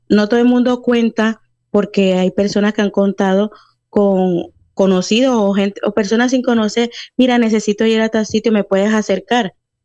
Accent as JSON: {"language": "Spanish", "country": "Colombia", "said": "Porque claro, yo soy de Colombia"}